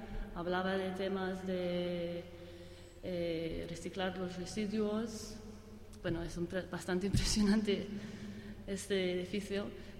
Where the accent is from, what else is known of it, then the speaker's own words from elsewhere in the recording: Glasgow, Scotland, United Kingdom; Spanish is a second language; Primero, soy de Glasgow